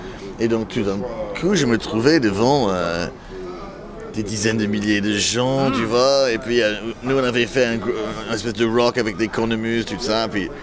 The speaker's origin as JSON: {"language": "French", "region": "England", "country": "United Kingdom", "tie": "born or raised there", "second_language": "French", "said": "parce que … était connu dans mon enfance en Angleterre."}